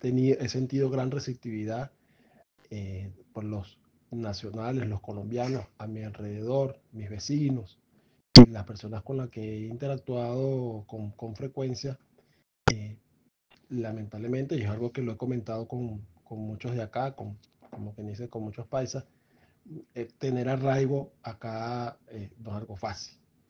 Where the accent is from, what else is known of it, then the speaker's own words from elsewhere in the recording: Venezuela; y como venezolano. Evidentemente, toda mi vida la viví en Venezuela, más de 40 años, y tengo un total arraigo a mi país